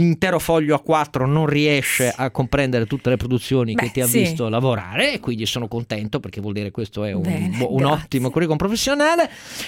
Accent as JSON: {"language": "Italian", "town": "Turin", "region": "Piedmont", "country": "Italy", "said": "io da torinese"}